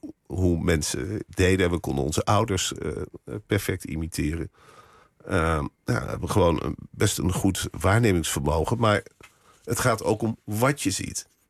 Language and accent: Dutch; Arnhem, Gelderland, Netherlands; ik ben ook Arnhemmer, zo voel ik me. Ja. En ik zat in Arnhem op school. En we hadden vroeger tegenover het Vitesse stadion gewoond, mijn ouders.